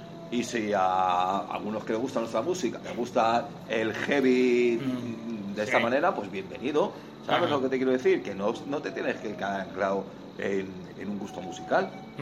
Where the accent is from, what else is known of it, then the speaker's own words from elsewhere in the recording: Spain; Nosotros somos de España